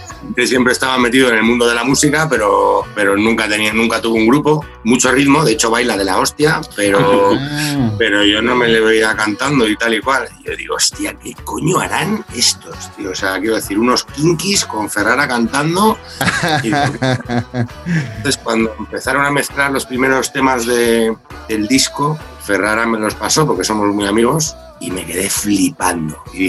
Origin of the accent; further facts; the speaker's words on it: Madrid, Community of Madrid, Spain; somos todos de Madrid. Bueno, Marco no, el que es de Burgos, pero bueno, todos vivimos en Madrid.